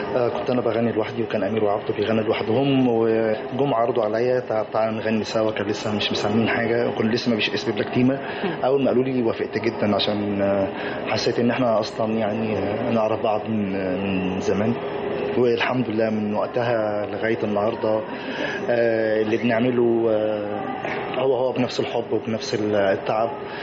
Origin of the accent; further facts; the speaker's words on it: Egypt; انا يعني مصري نوبي، بس مش الاصول النوبية بس.